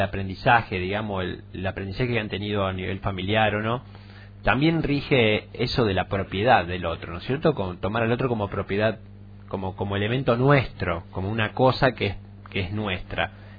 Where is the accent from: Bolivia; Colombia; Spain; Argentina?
Argentina; Rosario, Santa Fe; Yo vengo de Rosario, particularmente tras la sierra yo lo veo muy cerrado, y en general muchos de los que venimos de afuera lo vemos de esa manera